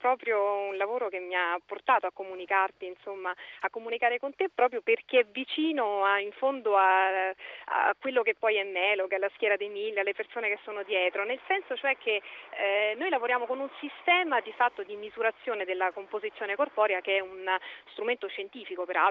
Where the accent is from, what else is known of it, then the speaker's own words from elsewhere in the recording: Rome, Lazio, Italy; Esatto, no, sono di Roma.